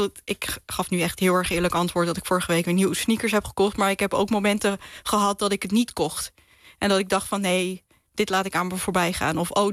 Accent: Rotterdam, South Holland, Netherlands; now in Drenthe, Netherlands; Want ik kom uit Drenthe. Tenminste, ik woon in Drenthe. Ik kom oorspronkelijk uit Rotterdam, maar ik woon nu in Drenthe.

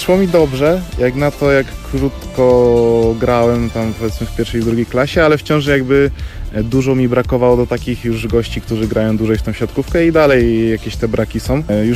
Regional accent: Kraków, Lesser Poland, Poland; z Krakowa, mam 19 lat

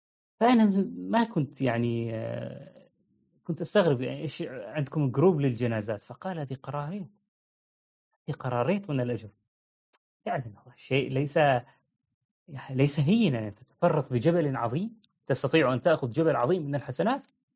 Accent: Syria; حتى تجد مثلا نحن في عندنا في سوريا

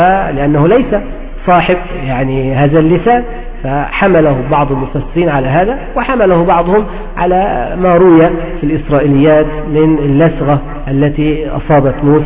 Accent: Egypt; نهر النيل عندنا في مصر

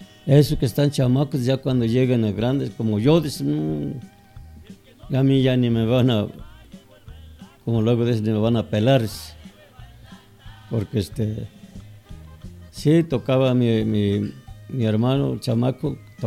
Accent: Huasteca, Mexico; now in Mexico City, Mexico; Pues yo soy de la Huasteca.

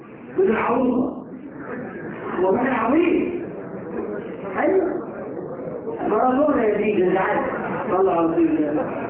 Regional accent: Egypt; إحنا كمصريين بس.

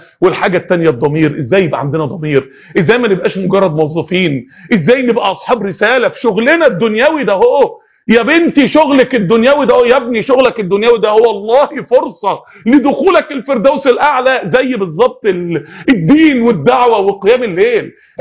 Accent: Egypt; انا راجل مصري

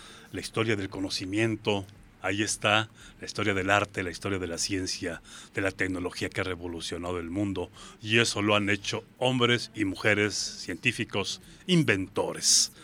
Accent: Pénjamo, Guanajuato, Mexico; Yo soy de Pénjamo, Guanajuato, ¿sabías? Soy norteño, pero del norte de Guanajuato, les digo.

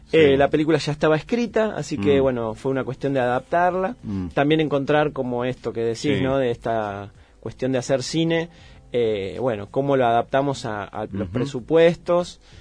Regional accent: La Plata, Buenos Aires Province, Argentina; born there; now in Andalgalá, Argentina; Yo nací en la ciudad de La Plata y me vengo para Andalgalá desde el 2003, 2004 ya me instalo.

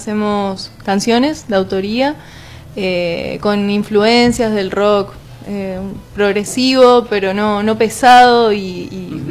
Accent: Esperanza, Santa Fe, Argentina; now in Santa Fe, Argentina; yo soy en realidad de Esperanza y me vine acá a estudiar

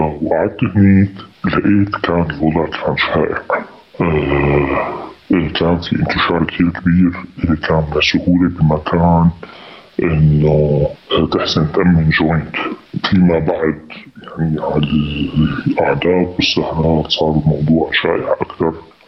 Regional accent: Damascus, Damascus Governorate, Syria; moved away as an adult; now in Antakya, Turkey; أنا بالأساس من مدينة بريف حما، بس ولدت وعشت بدمشق. بيتي بدمشق لآخر 2011. بآخر 2011 طلعت على واحدة من الدول العربية. بعدها جيت باتجاه تركيا، جيت على أنطاكيا واستقريت هناك.

